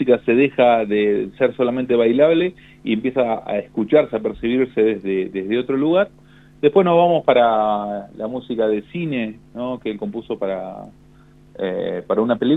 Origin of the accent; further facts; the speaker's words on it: Argentina; esta música que nos define como argentinos, ¿no?